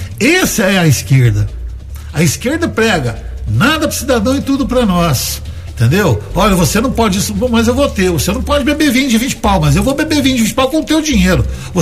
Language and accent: Portuguese; Brazil; E sou brasileiro, eu acho o seguinte